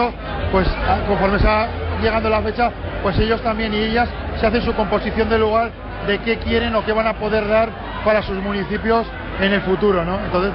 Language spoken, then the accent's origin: Spanish; Navarre, Spain; que prevalezca el estatus de Navarra tal y como está, siendo navarros, siendo españoles y siendo europeos